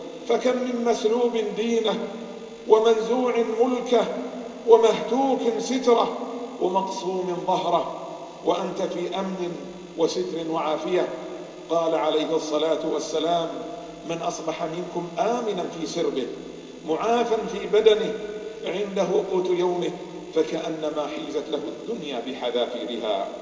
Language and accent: Arabic; Bahrain; اللهم إنا نسألك أن تحفظ بلادنا البحرين